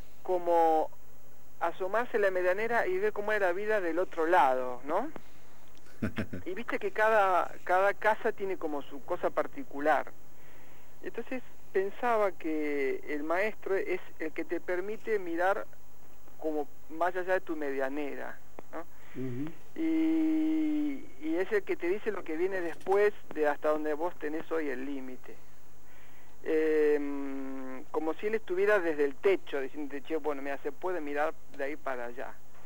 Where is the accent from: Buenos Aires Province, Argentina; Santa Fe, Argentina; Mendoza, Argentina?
Buenos Aires Province, Argentina; Los Hornos; cuando era chico, bueno, yo vivía en Los Hornos y vivíamos en una ciudad donde uno podía, viste, primero no había reja en las casas